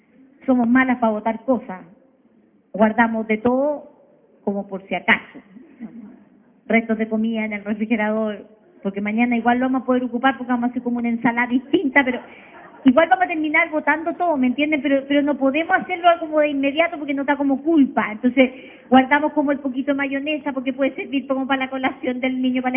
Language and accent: Spanish; Chile; como chileno que teníamos que sacar la losa guardada